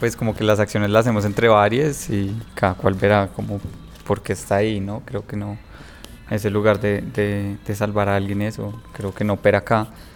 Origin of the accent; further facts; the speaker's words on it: Bogotá, Colombia; yo no soy de acá, yo soy de Bogotá